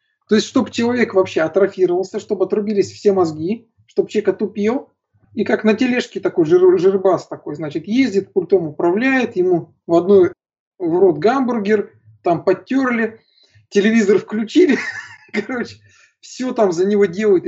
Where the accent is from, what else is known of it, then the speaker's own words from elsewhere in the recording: Ufa, Bashkortostan, Russia; я вырос в Уфе. Уфа – это очень такой энергетически тяжелый город.